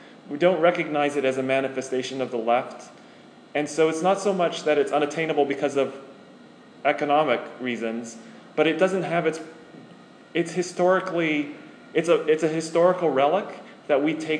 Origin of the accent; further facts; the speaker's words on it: Canada; I think of them like ice, because I'm Canadian.